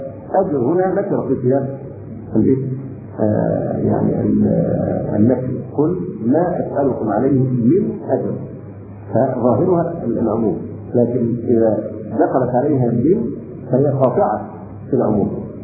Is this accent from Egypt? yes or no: yes; Egypt; عندنا في مصر تقاليدنا للاسف الشديد وعرفنا ان من الكرم ان تبالغ في التكلف مع الضيف